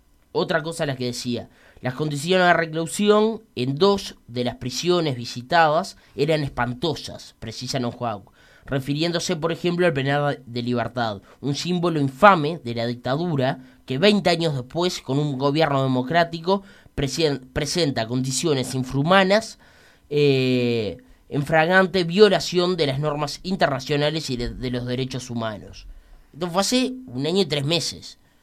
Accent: Uruguay; cómo somos también los uruguayos, ¿no?

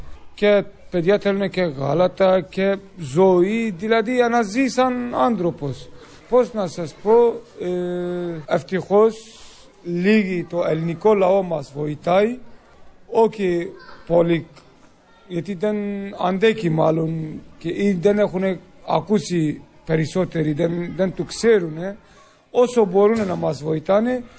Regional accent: Turkey; Greek is a second language; now in Greece; είμαι Κούρδος από Τουρκία, 11 χρόνια είμαι εδώ πέρα

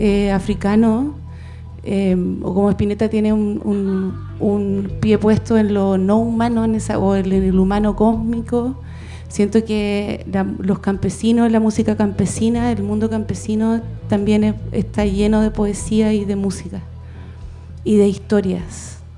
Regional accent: Hualqui, Biobío, Chile; yo pasé toda mi infancia y preadolescencia en Hualqui, en un campo

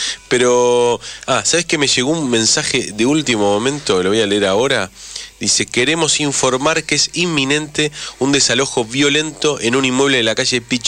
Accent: Buenos Aires, Argentina; Yo, que he vivido casi toda mi infancia ahí en Parque Rivadavia

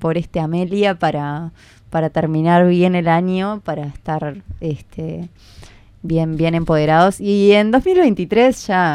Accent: Montevideo, Uruguay; Yo soy de Montevideo, me había ido cuando quedé embarazada de mi hijo. Estuve trabajando en Mercedes un tiempo y ahora volví hace 2 años.

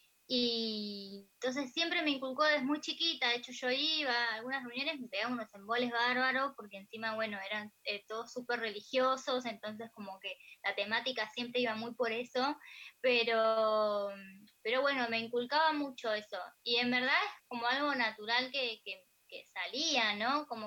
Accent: Alejandro Korn, Buenos Aires Province, Argentina; also born or lived in La Plata; estuve muchos años allá y pasaron muchas cosas allá, sobre todo que fui mamá, así que, claro. Pero sí, soy de acá, de Alejandro Cor.

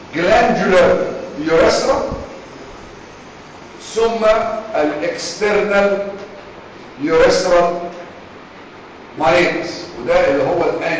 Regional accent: Egypt; خلي بالكم احنا كمصريين اللغه الانجليزيه مش لغتنا

